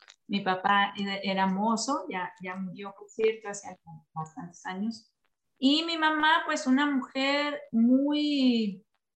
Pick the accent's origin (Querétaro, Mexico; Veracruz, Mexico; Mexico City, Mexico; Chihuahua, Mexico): Chihuahua, Mexico; Ciudad Juárez; yo nací en Ciudad Juárez, Chihuahua. El merititito norte, como diríamos acá, el merito norte de México, tal cual la frontera, una de las más grandes fronteras con Estados Unidos.